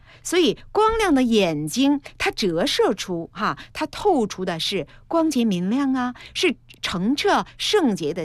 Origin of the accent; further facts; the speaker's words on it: Chongqing, China; 我原来说过我是重庆人，